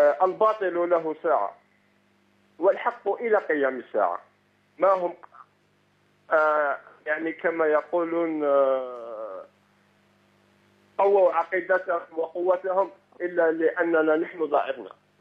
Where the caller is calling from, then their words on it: Algiers, Algiers Province, Algeria; من الجزائر العاصمه